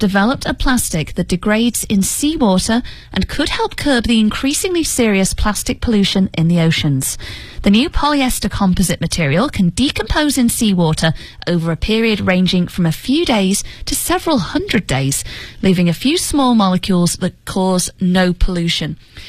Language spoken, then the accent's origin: English; United Kingdom; Now, I'm obviously British, and Britain is very proud of its history of creating nature documentaries.